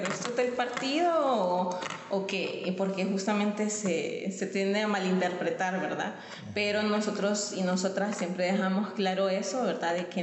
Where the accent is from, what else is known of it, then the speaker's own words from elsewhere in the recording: Honduras; Pues bien, sí, como bien dices, yo soy de Honduras.